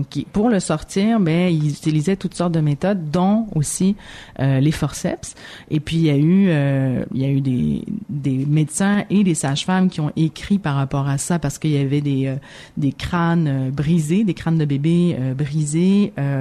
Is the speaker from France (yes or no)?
no; Kabylie, Algeria; moi, je suis originaire d'Algérie, puis en Kabylie